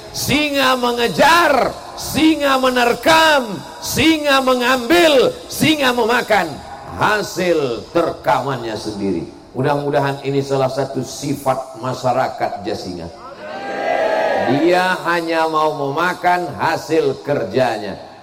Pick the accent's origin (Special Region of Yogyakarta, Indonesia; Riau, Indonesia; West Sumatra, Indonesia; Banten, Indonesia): Riau, Indonesia; Sampai ke Riau, di kampung halaman saya